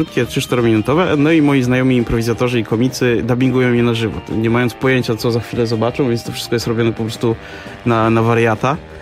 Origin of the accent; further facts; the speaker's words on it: Radom, Masovian Voivodeship, Poland; na takim osiedlu Borki w Radomiu.